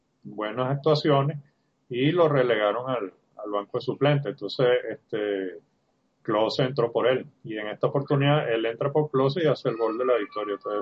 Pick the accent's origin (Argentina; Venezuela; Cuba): Venezuela; nosotros como venezolanos que tengamos nuestra vino tinto ahí presente.